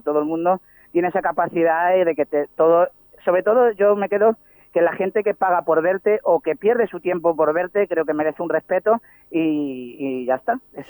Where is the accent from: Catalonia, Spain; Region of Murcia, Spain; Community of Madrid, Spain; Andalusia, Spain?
Andalusia, Spain; Seville; Y también a Andalucía, yo que vengo de Sevilla, mi familia todavía vive allí, que me dicen que por eso a lo mejor tengo este...